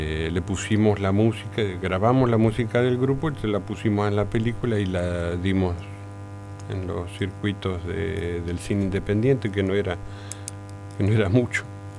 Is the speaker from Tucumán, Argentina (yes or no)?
no; Rosario, Santa Fe, Argentina; los dos padres de uno vienen de la ciudad de Santa Fe, la capital de esta provincia que a veces, de la que a veces como rosarinos no nos reconocemos parte.